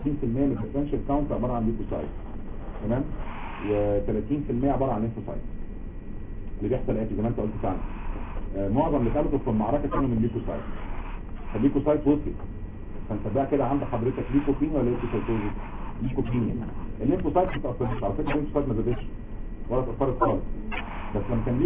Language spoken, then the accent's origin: Arabic; Egypt; لو انت عارف عندنا في مصر احسن حاجه